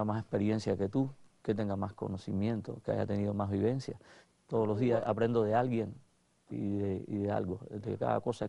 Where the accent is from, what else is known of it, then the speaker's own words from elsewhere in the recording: Cuba; yo no nazco en Italia, afortunadamente. Soy cubano, pero soy cubano-italiano